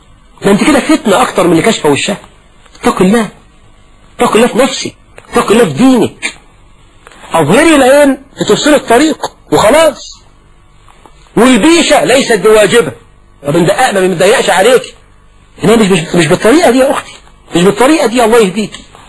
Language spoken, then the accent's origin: Arabic; Egypt